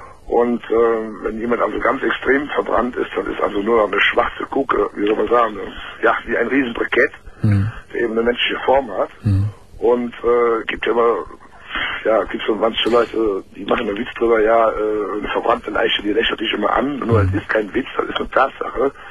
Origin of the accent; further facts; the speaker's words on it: Cologne, North Rhine-Westphalia, Germany; Also ich komme aus Köln, kann mir ruhig sagen.